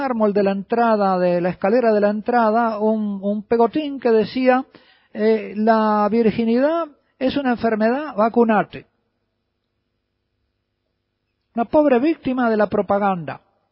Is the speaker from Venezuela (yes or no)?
no; Uruguay; En otro libro titulado Sexo y Amor en el Uruguay, en mi país, de una orientación totalmente laicista